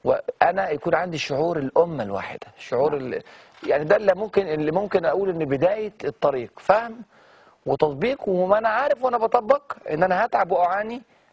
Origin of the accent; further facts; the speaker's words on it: Egypt; وبدأ يصنع الآلات بالإمكانيات اللي عندنا في مصر هنا وفي هذه الظروف اللي احنا عايشينها